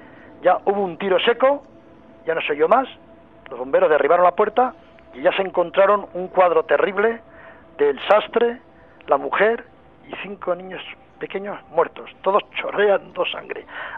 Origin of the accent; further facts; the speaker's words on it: Pamplona, Navarre, Spain; yo soy de Pamplona